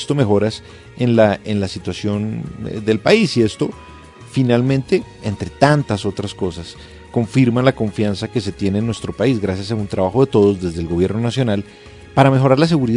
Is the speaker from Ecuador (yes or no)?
no; Colombia; lo que somos nosotros los colombianos como esencia.